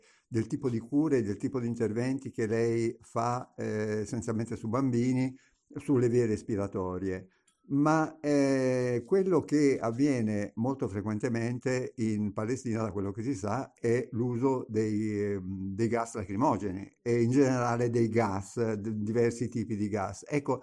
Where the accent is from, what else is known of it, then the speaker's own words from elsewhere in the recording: Naples, Campania, Italy; E da buon napoletano la cosa mi ha stupito